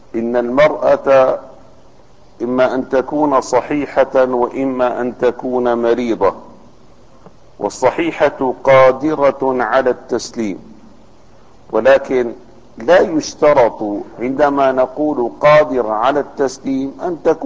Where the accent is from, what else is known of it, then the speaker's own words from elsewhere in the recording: Damascus, Damascus Governorate, Syria; كانت كل البلد عندنا في دمشق تخرج إلى الحمامات العامة.